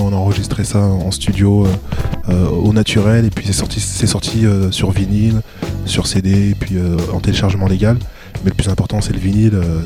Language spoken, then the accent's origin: French; Lyon, Auvergne-Rhône-Alpes, France; ça fait un petit moment que je rappe dans la région lyonnaise. Enfin, moi, je viens de Lyon